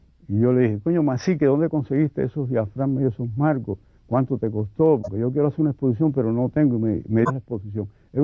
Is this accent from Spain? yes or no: no; Cuba; soy el primer cubano que dicen los críticos que ilustró el Quijote.